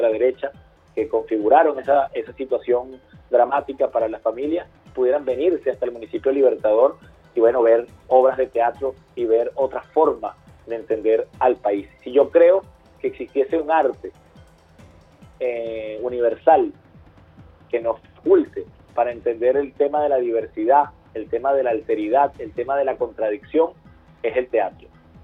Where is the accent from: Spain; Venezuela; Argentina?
Venezuela; lo que verdaderamente somos los venezolanos y las venezolanas.